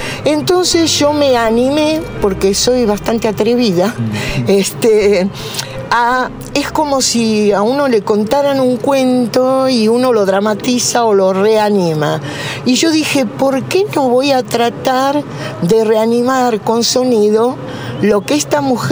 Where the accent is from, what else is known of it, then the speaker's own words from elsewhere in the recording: Morón, Buenos Aires Province, Argentina; born there; Yo nací en Morón. Soy ya tercera, cuarta generación de argentinos, ¿no?